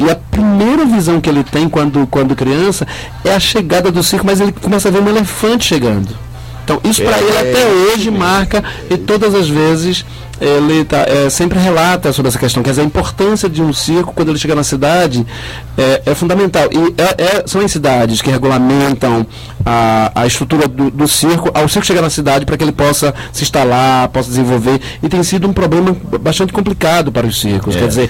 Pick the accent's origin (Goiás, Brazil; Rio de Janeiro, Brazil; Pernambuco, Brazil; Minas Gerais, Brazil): Pernambuco, Brazil; porque eu sou de Pernambuco.